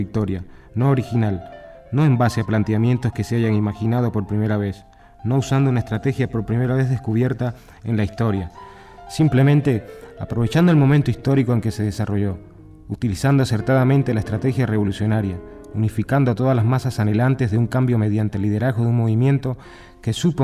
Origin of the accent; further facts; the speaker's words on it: Argentina; now in Cuba; El 25 de mayo, aquí en Cuba, tiene para nosotros, pues, características especiales, tan especiales como que un argentino de voz extranjera a nombre del gobierno cubano salude y agasaje a todos ustedes